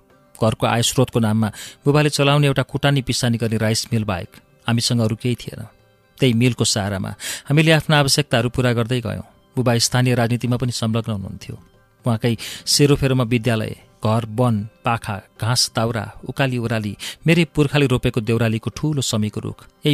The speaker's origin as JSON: {"language": "Nepali", "town": "Pakwadi", "region": "Gandaki Province", "country": "Nepal", "tie": "born or raised there", "said": "स्याङ्जाको साबिकको पकवादी गाविस वडा नम्बर 3 जन्मिए. त्यहीँको धुलो माटोमा मेरो बाल्यकाल बित्यो."}